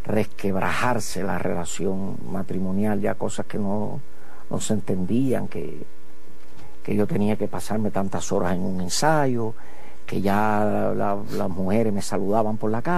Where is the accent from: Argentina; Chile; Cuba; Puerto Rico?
Cuba; Santiago de Cuba; Yo vine de Santiago de Cuba con un maletín que traía 2 pantalones, 3 camisas y 28 pesos en el bolsillo.